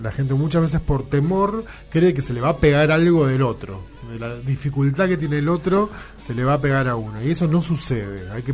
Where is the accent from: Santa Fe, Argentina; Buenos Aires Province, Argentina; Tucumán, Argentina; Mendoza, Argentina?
Buenos Aires Province, Argentina; La Tablada; now in Buenos Aires, Argentina; Algunos pasan del lado de provincia, donde me crié yo. Yo me crié allá en la Tablada con mis viejos. Ahora vivo acá en Barracas